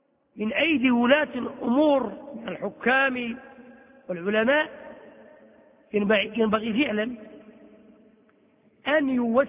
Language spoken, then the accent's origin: Arabic; Morocco; شو الديمقراطية اللي عندنا في المغرب